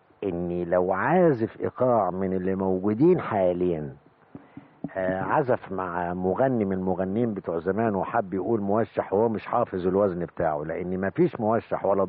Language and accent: Arabic; Egypt; لأن إحنا كناس مصريين بصراحة، يعني نتكلم بصراحة